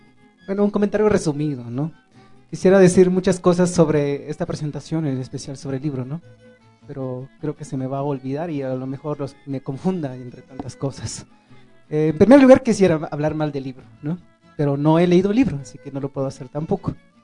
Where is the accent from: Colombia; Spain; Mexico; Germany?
Mexico; Chiapas; first language Tzotzil; Spanish is a second language; yo crecí hablando mi lengua tzotzil hasta los 16 años cuando vine a la ciudad y aprendí el español porque pues si no aprendía no podía estudiar